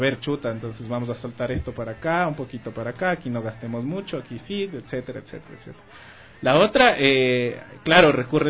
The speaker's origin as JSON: {"language": "Spanish", "country": "Ecuador", "said": "Me decían que, claro, que, ¿cómo te sientes como ecuatoriano? ¿Qué es? Y lo que medio descubrí viajando era que todo ecuatoriano come plátano."}